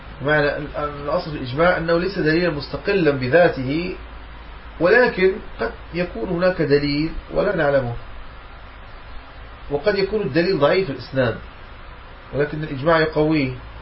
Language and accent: Arabic; Morocco; يعني أنا من المغرب، من المغرب الأقصى